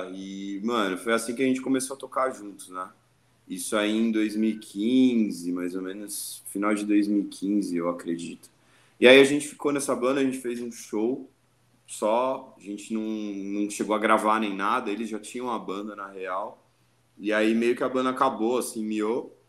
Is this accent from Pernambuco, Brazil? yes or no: no; Santos, São Paulo, Brazil; now in São Paulo, Brazil; Eu sou de Santos, eu sou da Baixada, mas já moro há um bom tempo aqui em São Paulo.